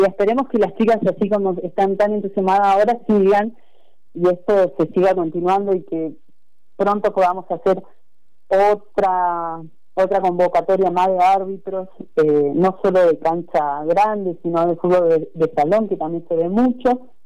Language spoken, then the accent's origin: Spanish; Comodoro Rivadavia, Chubut, Argentina; Yo vengo de Comodoro, fui una de las primeras mujeres allá en Comodoro ser árbitro